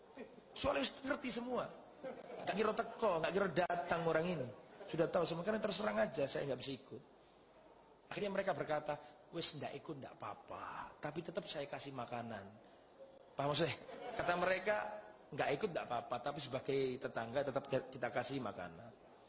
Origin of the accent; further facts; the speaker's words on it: Java, Indonesia; Lho saya orang Jawa, tahu karakteristik warga saya.